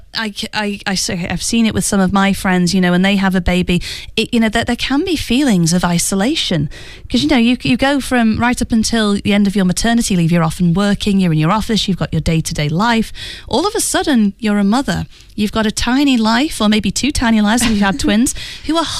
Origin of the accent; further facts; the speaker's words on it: United Kingdom; And it's also one that involves my home country, the UK.